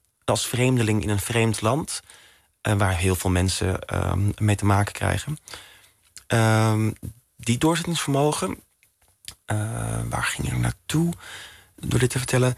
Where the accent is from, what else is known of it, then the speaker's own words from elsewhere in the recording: Netherlands; Ik ben in Nederland opgegroeid. Ik ben opgegroeid in de tijd van Tinder, swipen.